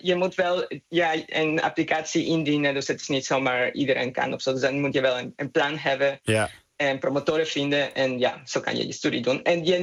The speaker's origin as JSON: {"language": "Dutch", "country": "Mexico", "second_language": "Dutch", "moved": "as an adult", "lives_now": "Netherlands", "said": "Nee, ik kom uit Mexico."}